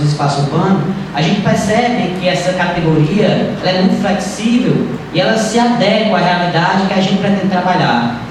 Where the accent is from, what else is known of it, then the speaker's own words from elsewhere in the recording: Juazeiro do Norte, Ceará, Brazil; Bom, falar em Juazeiro do Norte, sempre quando a gente fala, ah, eu sou de Juazeiro, geralmente o pessoal já liga logo, né?